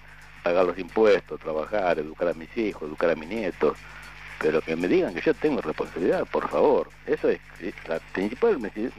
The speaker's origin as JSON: {"language": "Spanish", "country": "Argentina", "said": "yo tengo otras responsabilidades como argentino y como padre de familia."}